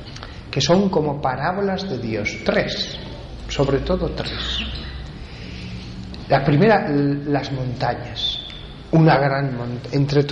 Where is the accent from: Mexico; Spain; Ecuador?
Spain; Huesca, Aragon; Yo soy de Huesca, la parte central, el corazón de los Pirineos, y ahí hay montañas impresionantes.